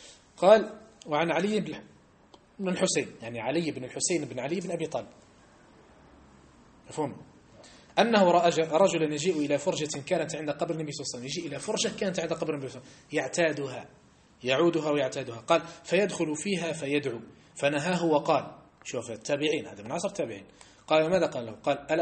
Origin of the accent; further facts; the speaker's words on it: Algeria; لما احنا عندنا في الجزائر لما تحج لجبل فلان الفلان الفلاني كأنك حجيت أفضل من حجة إلى مكة